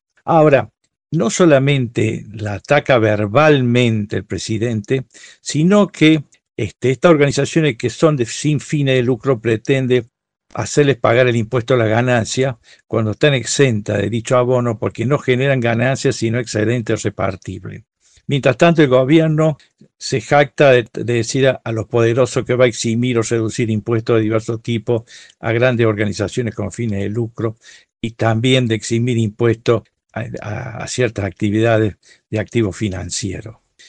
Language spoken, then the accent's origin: Spanish; Argentina; Y con dolor, como argentino, nuestro presidente mandó votar en contra.